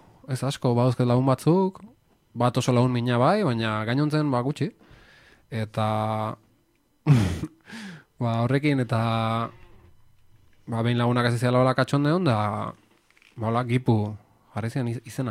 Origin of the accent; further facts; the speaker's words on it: Urretxu, Basque Country, Spain; also born or lived in Zarautz / Bergara / Donostia; izaneni zarauztarra naiz, izatez, jaiotzez eta sortzez, eta azirean initzan, da, ba, ez da, iba goita bos bat urte arte dola, zarautzen bizitzen itzan, eta gero Urretxozu maratorren itzan bizitzea.